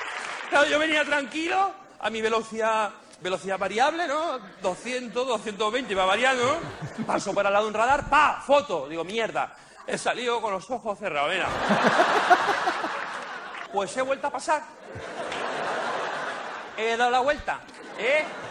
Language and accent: Spanish; Barcelona, Catalonia, Spain; Me dice, ¿de dónde eres? Digo, de Barcelona.